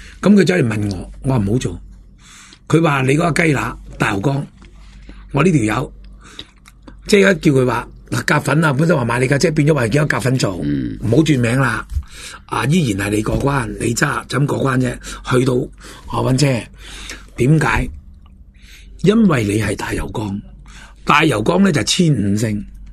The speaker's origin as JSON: {"language": "Cantonese", "country": "Hong Kong", "said": "我哋香港人好多"}